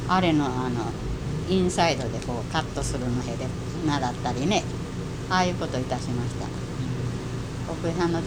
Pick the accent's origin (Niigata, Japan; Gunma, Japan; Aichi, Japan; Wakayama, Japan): Wakayama, Japan; 和歌山県の人がたくさんいますから、うん、和歌山から来たって言って